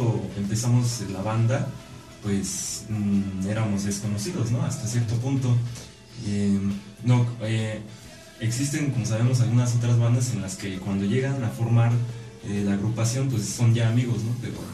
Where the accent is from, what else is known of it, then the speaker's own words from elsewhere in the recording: Tláhuac, Mexico City, Mexico; Sí, tres de nosotros somos de Tláhuac, pues.